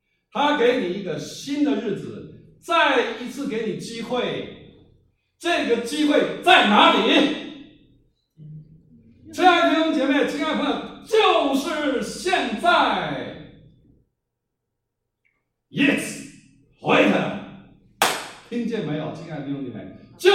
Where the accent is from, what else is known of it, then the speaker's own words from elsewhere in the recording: Taiwan; 我从台湾来，我都不知道台湾海到哪里